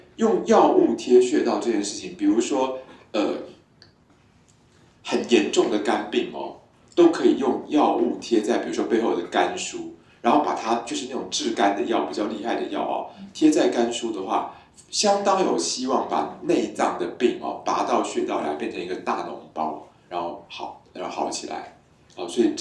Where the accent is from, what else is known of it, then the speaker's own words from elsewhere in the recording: Taiwan; 水鸡，哎，请问我们台湾人说田鸡